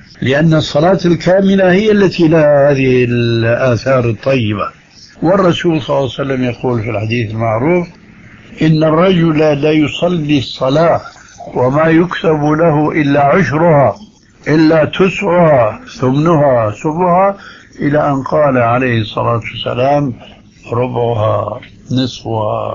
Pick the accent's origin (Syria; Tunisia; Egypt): Syria; وكما يقول عندنا في سوريا نحط رجلنا بقى ماء باردة